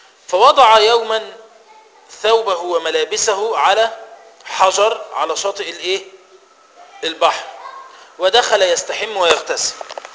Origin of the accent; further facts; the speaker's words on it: Egypt; زي إحنا كمصريين لما نيجي نتكلم مع بعض بنفهم بعض